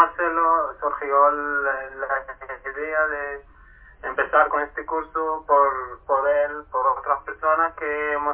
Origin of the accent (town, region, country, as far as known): Palestine; Spanish is a second language; now in Chile